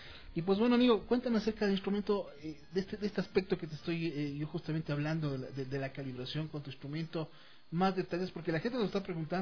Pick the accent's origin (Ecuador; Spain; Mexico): Ecuador; los que somos ecuatorianos tenemos que siempre estar orgullosos